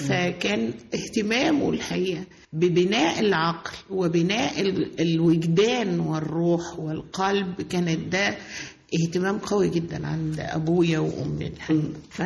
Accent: Monufia Governorate, Egypt; أنا من المنوفية

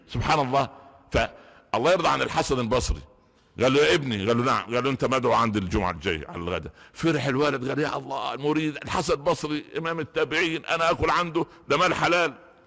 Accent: Upper Egypt, Egypt; كنا انا نشات في قريه في الصعيد، صعيد مصر

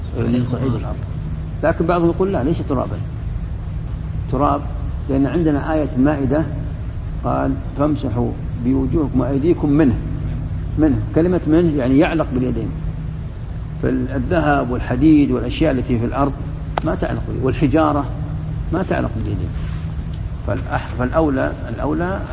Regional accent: Morocco; وعندنا في المغرب فاس، مدينة فاس

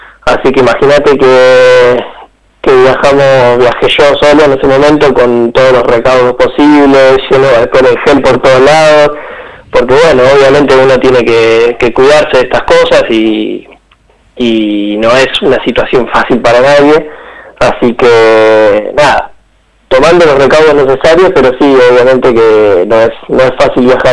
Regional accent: Argentina; En este plantel nos toca, somos 8 argentinos

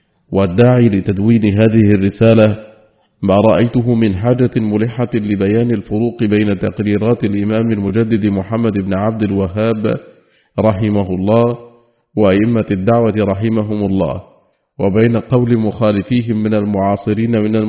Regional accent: Saudi Arabia; التي من الله بها على بلادنا المملكة العربية السعودية

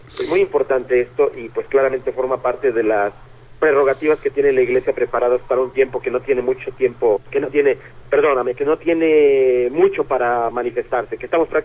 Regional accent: Mexico; en México, aquí en mi país

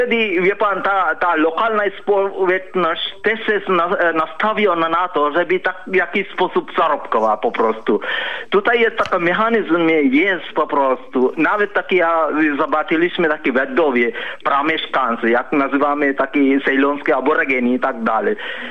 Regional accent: Sri Lanka; Polish is a second language; now in Poland; ja pochodzę ze Sri Lanki, ale mieszkam prawie takie 20 lat w Polsce

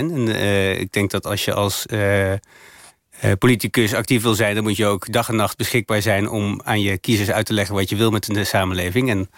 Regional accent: Utrecht, Netherlands; Ik ben opgegroeid in Lunetten in Utrecht. Okay. Een mooie nieuwbouwwijk, midden in de bouwerij.

